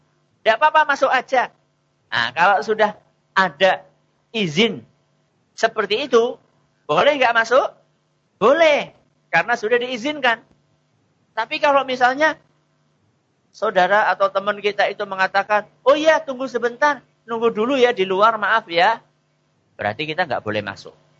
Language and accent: Indonesian; Java, Indonesia; Apalagi kita kan orang Jawa, ya, ada pakai wuhnya.